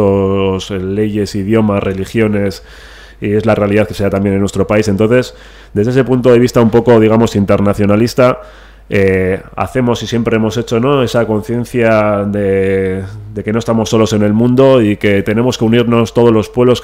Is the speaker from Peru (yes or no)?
no; Basque Country, Spain; con la identidad de nuestro pueblo, de mi pueblo en este caso, ¿no?, el pueblo, el País Vasco